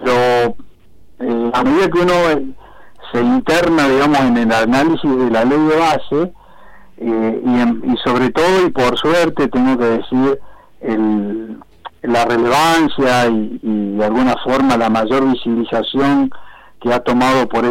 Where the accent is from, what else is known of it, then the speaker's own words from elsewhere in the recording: Argentina; para nosotros como, claro, como Estado y como pueblo argentino